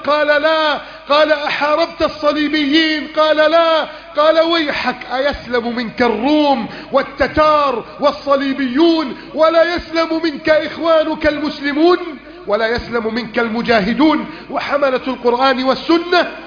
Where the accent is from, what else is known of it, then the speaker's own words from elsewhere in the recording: Egypt; اللهم هذه بلدنا مصر كانت وما زالت خيرا، كانت وما زالت رائدة قائدة